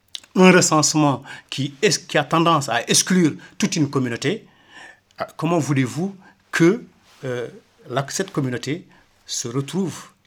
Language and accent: French; Mauritania; moi, en tant que Mauritanien, négro-mauritanien, et en tant qu'ex-sous-officier de l'armée mauritanienne